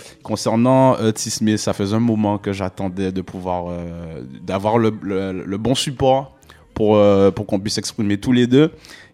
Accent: Guadeloupe; moved away as an adult; also born or lived in Paris, France; now in Canada; je suis né à Paris en 90. Voilà. Après, je suis parti en Guadeloupe. J'ai passé la plus grande partie de mon enfance en Guadeloupe, en fait.

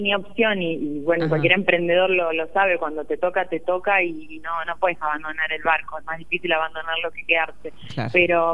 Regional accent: Catamarca, Argentina; accent: Catamarca; Me ha pasado sentarme en mesas que por sentirme en mi tonada catamarqueña

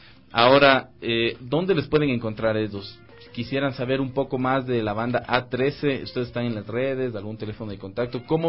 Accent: Ecuador; Yo creo que es importantísimo el respaldar como ecuatorianos también estos deportes

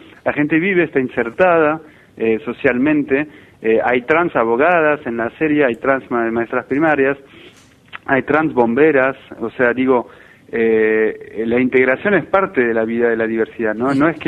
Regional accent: France; Spanish is a second language; now in Argentina; yo vengo de Francia, hace 10 años que vivo acá, sinceramente es un paso histórico, porque yo nunca te hubiera dicho hace 10 años que pasaría esto y en este país, y yo llegué en el 2001

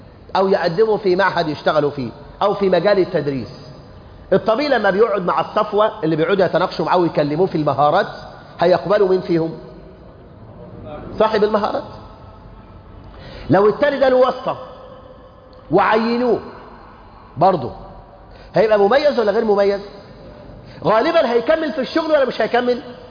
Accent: Egypt; إن عندنا في مصر الآن مش ألوف

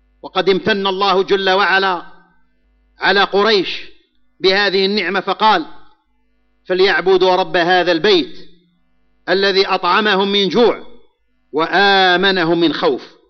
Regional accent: Algeria; فنحمد الله على ما نحن فيه في بلدنا الجزائر من الأمن والإيمان والاستقرار

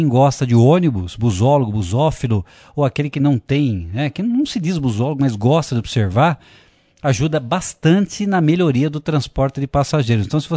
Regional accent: Franca, São Paulo, Brazil; envolvendo a empresa de transporte lá de Franca, minha terra querida.

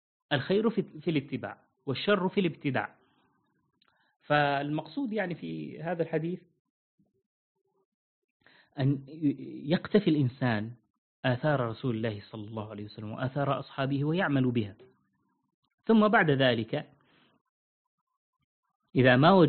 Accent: Syria; هذه كانت منتشرة عندنا في سوريا، لا أدري في باقي البلاد.

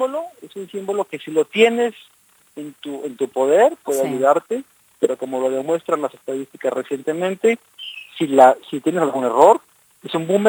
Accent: Mexico; un periódico muy importante en mi país

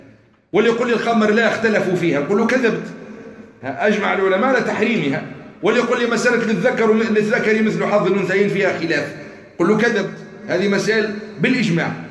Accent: Algeria; المعاصر اللي كان عندنا في الجزائر

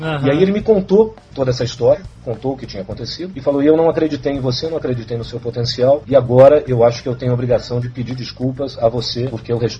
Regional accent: São Paulo, Brazil; now in Rio de Janeiro, Brazil; eu sou paulistano, mas assim, eu estava... Não, eu era engraçado, né? Porque eu tô há tanto tempo no Rio de Janeiro que a gente até esquece.

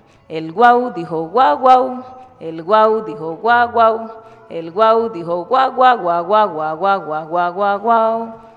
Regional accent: Cali, Valle del Cauca, Colombia; yo nací en el puerto, ahí en el puerto Mayarino de Cali. soy nacida y criada aquí en Cali. Y pues lo más lejos que me desplacé fue desde el barrio San Marino hasta aquí a Marroquín, que es donde vivo hasta hoy.

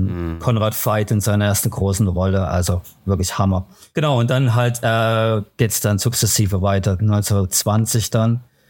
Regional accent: Germany; also born or lived in United Kingdom; now in Switzerland; Würde ich gerne, aber ich bin Deutscher, so.

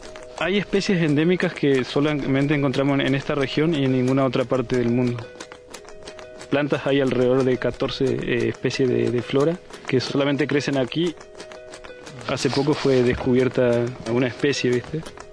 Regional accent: Formosa, Argentina; also born or lived in Misiones; now in Neuquén, Argentina; Yo soy de Formosa, ¿viste? Sí, estudié la carrera de guardaparque en Misiones y me salió acá en Auca Mahuida.

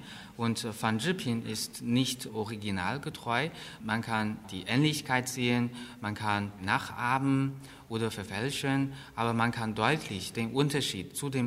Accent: Guangdong, China; Ich stamme aus Chaoshan-Gebiet. Dort legt man großen Wert auf die Nachbarschaft.

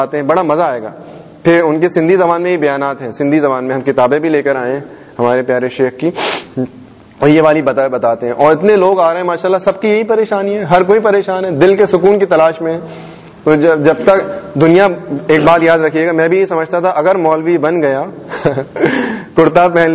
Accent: Hyderabad, Sindh, Pakistan; born there; moved away; also born or lived in Jeddah; حیدرآباد میں میرا ہزاروں کا خاندان میں حیدرآباد میں پیدا ہوا ہوں اس کے بعد پھر امی ابو جدہ چلے گئے تھے مکہ شریف لے گئے تھے مجھے

